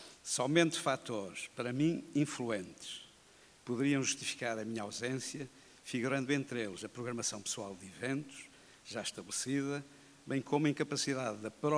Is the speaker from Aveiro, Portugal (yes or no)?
yes; Estarreja, Aveiro, Portugal; Afinal, que fiz eu, em prol da minha terra, direta ou indiretamente?